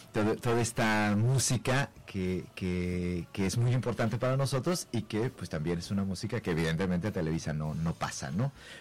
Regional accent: Mexico; Somos mexicanos y lo que van a ver además es muy mexicano

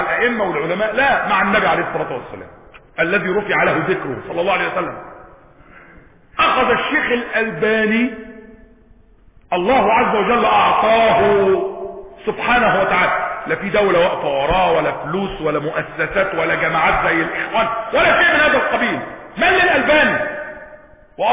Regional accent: Egypt; ليس مثلنا احنا مصريين

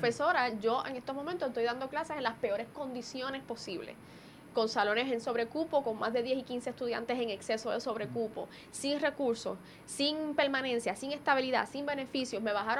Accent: Puerto Rico; porque soy economista, porque soy puertorriqueña, obviamente

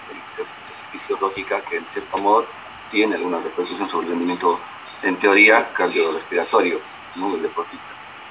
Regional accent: La Paz, Bolivia; Sí, sí, sí, yo vengo de la altura

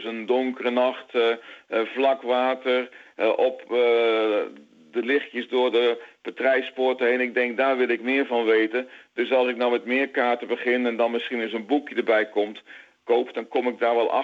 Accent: Gelderland, Netherlands; born there; Ja, ik ben op de Veluwe geboren, dus ver van de Zoutwater.

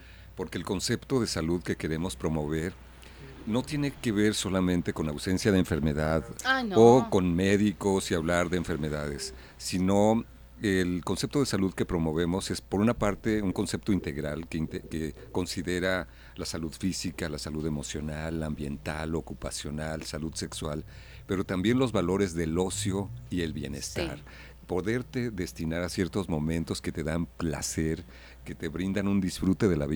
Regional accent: Arandas, Jalisco, Mexico; Yo soy de Arandas, entonces cuando me vine a la ciudad, pues me quedé un poco con esa inquietud del contacto con la naturaleza

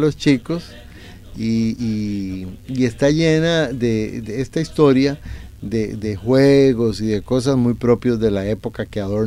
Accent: Costa Rica; en Costa Rica, como hemos señalado, somos muy, muy igualitarios.

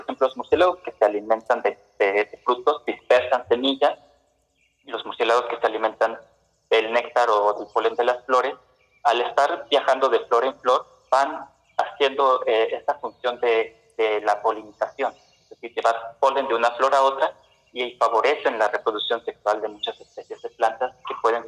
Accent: Veracruz, Mexico; como buen veracruzano, una taza de café sin azúcar

